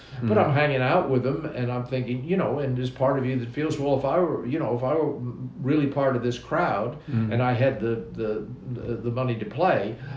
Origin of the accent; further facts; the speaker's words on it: Australia; I'm an Australian, and I'm going to go back to Australia